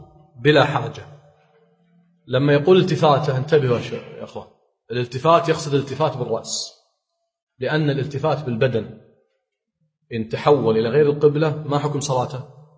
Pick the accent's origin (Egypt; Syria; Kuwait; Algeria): Kuwait; حنا نقول عندنا بالكويت يتلوى،